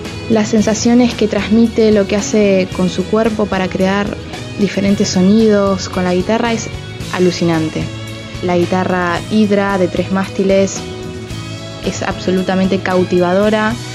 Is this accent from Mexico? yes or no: no; Buenos Aires, Argentina; de Caballito.